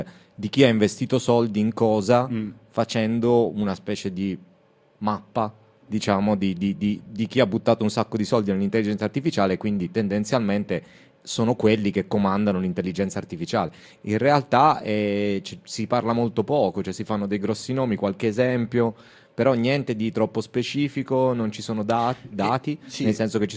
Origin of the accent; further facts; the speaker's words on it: Ivrea, Piedmont, Italy; Non, sì, sì, perché sono di Ivrea.